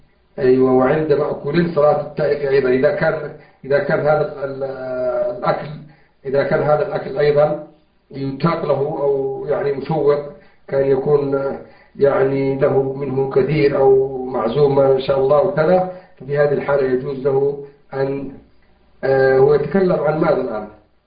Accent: Yemen; في كل مسجد عندنا في اليمن، في أماكن كثيرة

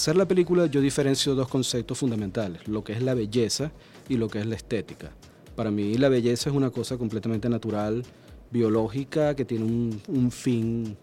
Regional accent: Maracaibo, Zulia, Venezuela; Aunque yo soy de Maracaibo y algunos me reclamaban que porque no la iba a filmar allá

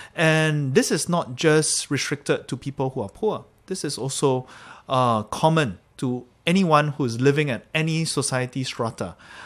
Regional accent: Singapore; also born or lived in Malaysia; We grew up in Singapore and Malaysia.

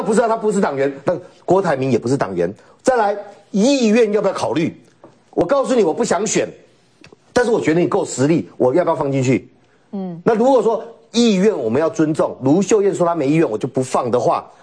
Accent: Taoyuan, Taiwan; 我们都桃园，我小时候在桃园嘛，

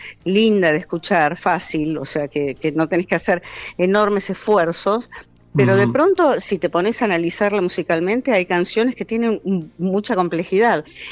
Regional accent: Argentina; Por eso soy argentina

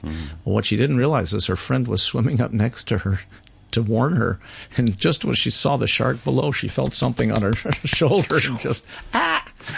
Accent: United States; now in Canada; I'm a very crossroads person. My mother's Romanian. Her mother's Turkish. My father's Polish. I'm American.

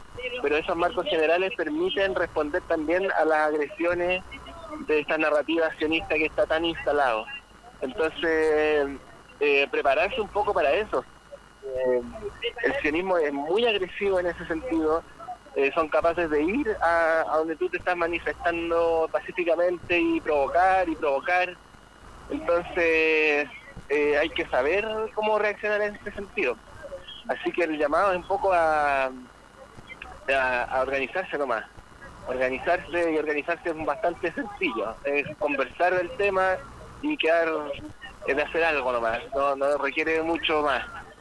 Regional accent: Chile; nosotros que hemos sido también violentados como chilenos y chilenas, sabemos de eso

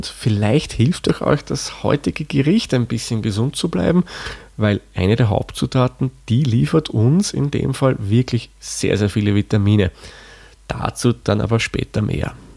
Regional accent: Austria; Der Kohl ist bei uns in Österreich das, was man bei euch Wirsing nennt.

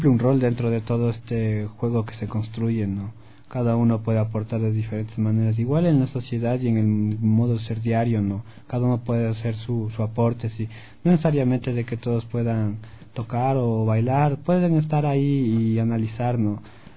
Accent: Alangasí, Pichincha, Ecuador; hablando de las fiestas de Inti Raymi de mi pueblo en Alangací.

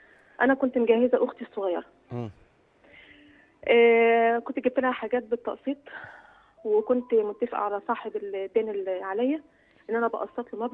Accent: Kafr El Sheikh Governorate, Egypt; انا من محافظه كفر الشيخ

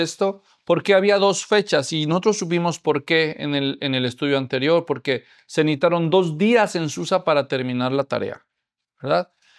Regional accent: Mexico; Es difícil para nosotros no saber eso, los que nacimos allá, porque eso es muy inculcado entre los niños desde temprana edad.

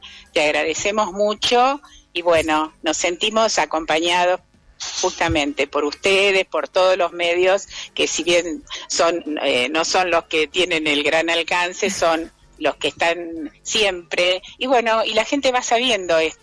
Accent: Bahía Blanca, Buenos Aires Province, Argentina; yo soy de Bahía Blanca

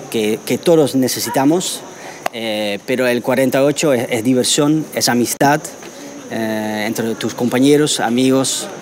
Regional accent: Netherlands; Spanish is a second language; now in Buenos Aires, Argentina; Soy de Holanda. Uh-huh. Y vivo en Buenos Aires hace 3 años.

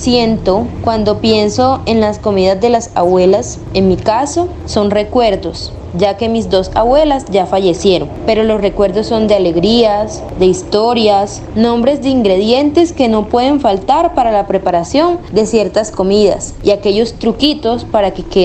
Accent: San Jacinto, Bolívar, Colombia; yo no pertenezco aquí a San Roque, soy del municipio de San Jacinto Bolívar.

